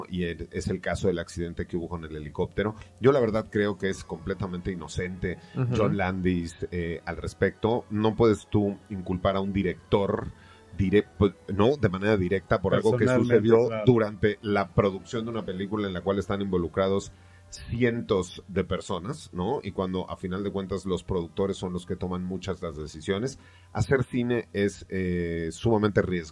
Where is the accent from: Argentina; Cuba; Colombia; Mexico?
Mexico; uno como mexicano, pues ve a esos mariachis medio femeninos